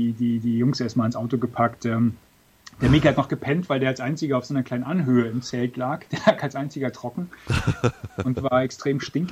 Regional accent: Mecklenburg-Vorpommern, Germany; als Mecklenburger. Ich bin ja aufgewachsen in Mecklenburg.

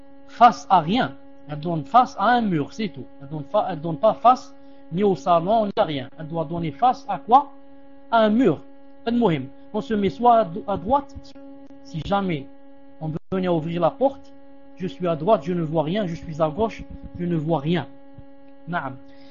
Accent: Algeria; On dit ça chez nous en Algérie.

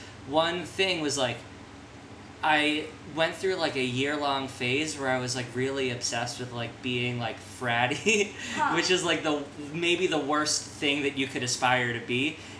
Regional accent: New York, United States; I'm from New York. Everybody here like knows and likes Jewish.

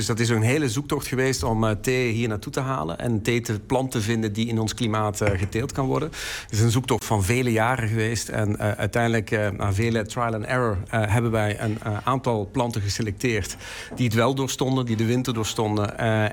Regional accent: Flanders, Belgium; Ik ben Belg, ben Vlaming, ja. Dus dat is wel heel zuidelijk Nederland.

